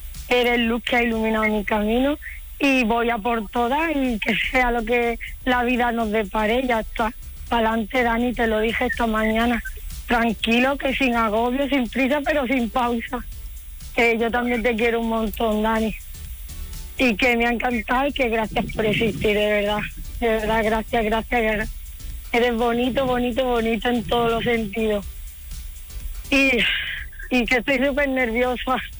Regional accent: Cádiz, Andalusia, Spain; Es que soy muy lanzada, ¿sabes? Como buena gaditana vamos a por todas.

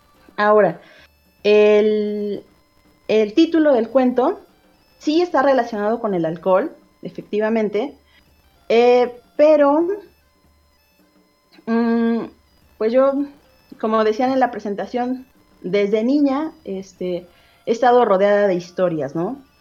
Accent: Tenancingo, Mexico; en el contexto en el que yo crecí en Tenancingo

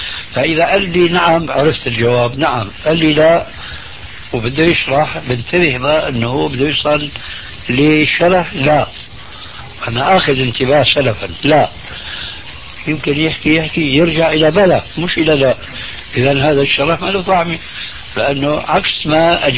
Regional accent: Syria; أنا باعتباري سوري

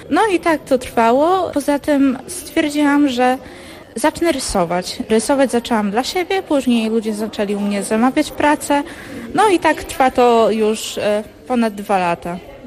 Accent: Hajnówka, Podlaskie Voivodeship, Poland; jestem z Hajnówki.

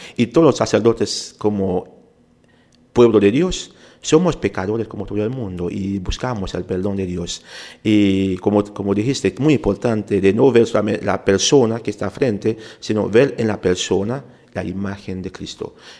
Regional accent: Haiti; Spanish is a second language; yo nací en Haití, soy haitiano. Y a veces la gente pregunta, ¿y por qué habla español tan bueno? Pero tenía que estudiarlo. En mi país se enseña español en la escuela.

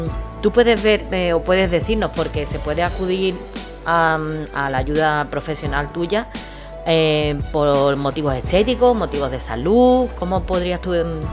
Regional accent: Gelves, Andalusia, Spain; yo soy muy de Gelbes, a mí me gusta publicitar y dar a gente, a las personas que le gustan invertir en nuestro pueblo

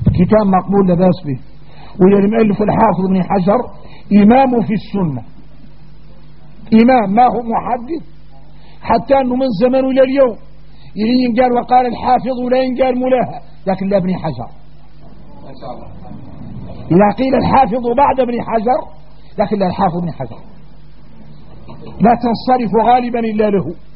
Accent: Mauritania; احنا موريتاني من العاري ثم العار

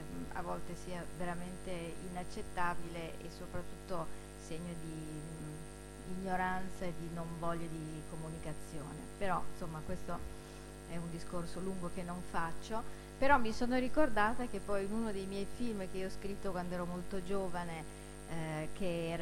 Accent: Turin, Piedmont, Italy; Io sono torinese e ho vissuto a Torino, cioè ero piccola a Torino negli anni 60, quando appunto c'è stato il boom, c'è stata l'emigrazione, la Fiat che chiamava manodopera dal sud, ed essendo di famiglia torinese

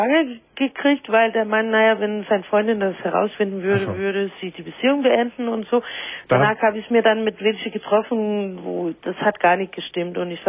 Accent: Denmark; German is a second language; Aus Dänemark.

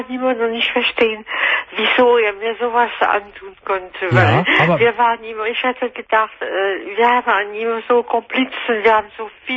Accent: France; German is a second language; now in Germany; Ich bin Französin, ich wohne seit 30 Jahren in Deutschland.

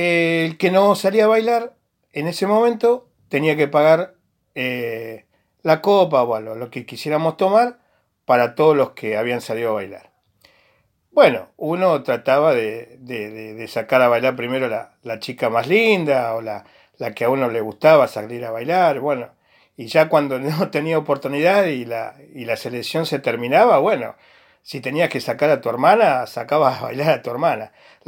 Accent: Huinca Renancó, Córdoba, Argentina; cuando yo tenía 16, 17 años en la ciudad de Huincarnancó, mi ciudad natal en Córdoba.

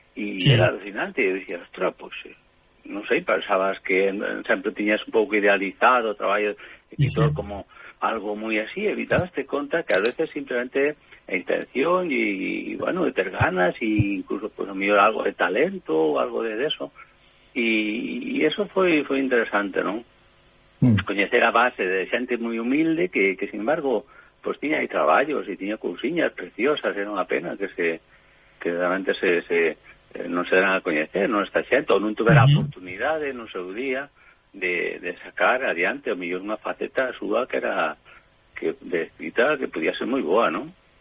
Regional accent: Courel, Galicia, Spain; Eu son do Courel.

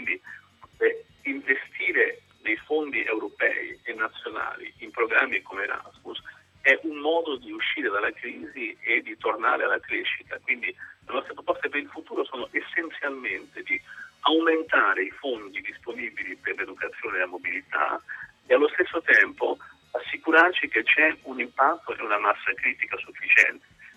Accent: Spain; Italian is a second language; c'era un filosofo spagnolo del mio paese, Ortega, che diceva che contro l'ignoranza la cosa migliore è viaggiare.

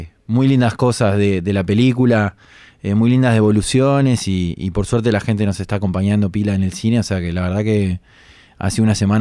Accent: Montevideo, Uruguay; Desde mi parte, que soy uruguayo y muy montevideano, la historia transcurre acá

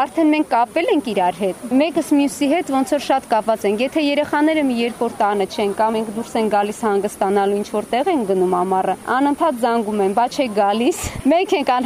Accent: Jermuk, Vayots Dzor, Armenia; շատ սիրում ենք մեր գյուղը, որտեղ որ հիմա ապրում ենք, չնայած մենք եկել ենք Ջերմուկից

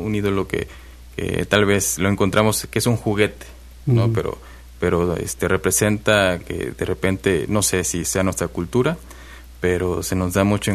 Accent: Coatzacoalcos, Veracruz, Mexico; also born or lived in Minatitlán; now in Xalapa, Mexico; Ahí nací, pero radiqué desde que nací, digamos, en Coatzacoalcos 12 uh-huh. años. Uh-huh. Y de los 12 para acá, ya más o menos 21 años que estoy acá en Jalapa.

